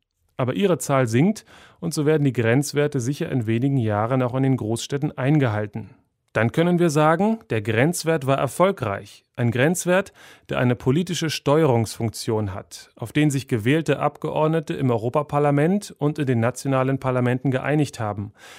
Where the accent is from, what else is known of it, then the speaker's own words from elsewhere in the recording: East Germany, Germany; Ich bin in der DDR groß geworden